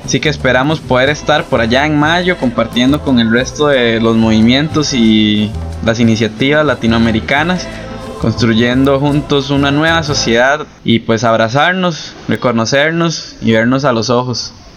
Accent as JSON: {"language": "Spanish", "country": "Costa Rica", "said": "de Guanarred, Costa Rica."}